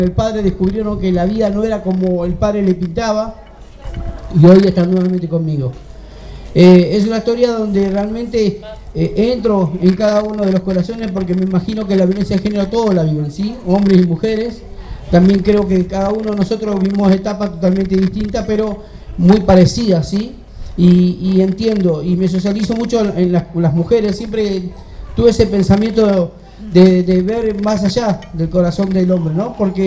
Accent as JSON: {"language": "Spanish", "town": "San Miguel", "region": "Buenos Aires Province", "country": "Argentina", "lives_now": "La Plata, Argentina", "said": "hace 1 año y medio pude tener mi casa propia, porque yo vengo de la zona de Buenos Aires, San Miguel, y gracias a Dios acá en La Plata pude obtener este privilegio"}